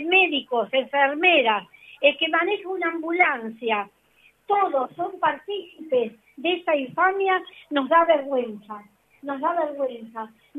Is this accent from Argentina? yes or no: yes; Argentina; Me da vergüenza como argentina